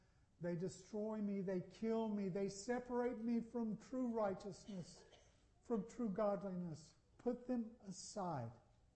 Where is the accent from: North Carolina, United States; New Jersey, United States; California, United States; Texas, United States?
North Carolina, United States; I'm from North Carolina. I'd rather be from North Carolina than any place else I can think of. And I'd rather stay in North Carolina than any place else I can think of except heaven.